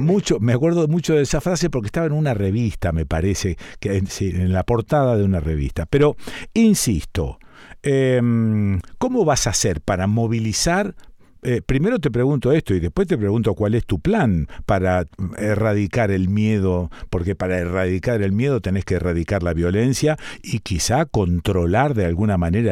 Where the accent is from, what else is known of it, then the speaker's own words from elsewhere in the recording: Rosario, Santa Fe, Argentina; yo soy rosarino y puedo hablar con soltura de los rosarinos. Somos tirando a pacatos, somos tirando a medio cagones. Hemos sido dependientes toda la vida de la ciudad de Buenos Aires gracias a su proximidad.